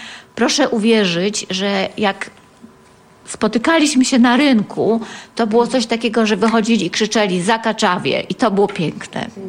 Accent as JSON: {"language": "Polish", "town": "Tarnów", "region": "Lesser Poland", "country": "Poland", "moved": "yes", "lives_now": "Legnica, Poland", "said": "My pochodzimy razem z Tarnowa. Było to miasto, czy jest to miasto, to miasto wychowało nas z miłością do siebie."}